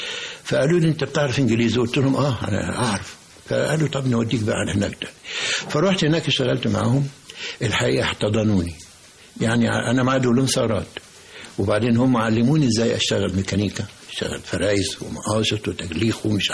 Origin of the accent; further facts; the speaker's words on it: Minya, Minya Governorate, Egypt; كان احنا كان عندنا في المنيا بقى قهوه كده نخش ندفع 5 مليم تعريفه